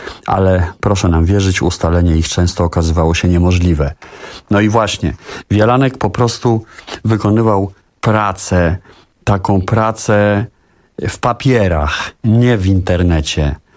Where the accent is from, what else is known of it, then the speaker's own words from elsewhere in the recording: Warsaw, Masovian Voivodeship, Poland; Pochodzę bowiem z warszawskiego Czerniakowa. Wychowałem się w jego atmosferze